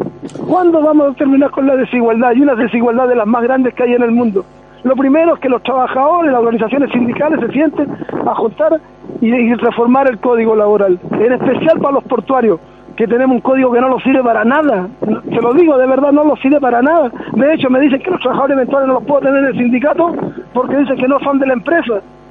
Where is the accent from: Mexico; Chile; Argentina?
Chile; somos portuarios, somos dignos, somos chilenos, pero somos los chilenos de verdad.